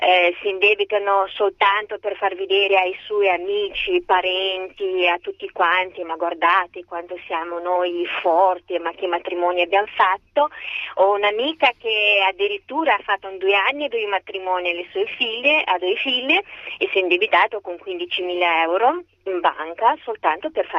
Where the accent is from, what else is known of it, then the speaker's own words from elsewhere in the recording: Moldova; Italian is a second language; now in Italy; io non sono italiana, vengo dalla Moldavia.